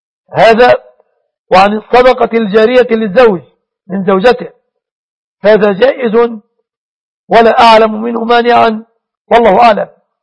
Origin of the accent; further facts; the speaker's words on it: Egypt; بلادنا مصر وسوريا